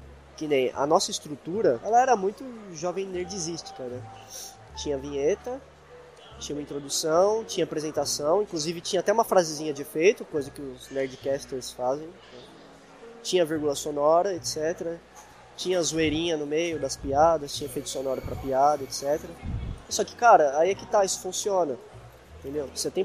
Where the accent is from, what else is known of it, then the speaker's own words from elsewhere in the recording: São Paulo, Brazil; a gente é aqui de São Paulo, né? São Paulo é uma megalópole, né? Considerado, né, uma grande capital, assim como várias outras no mundo, né? Como Nova York, etc.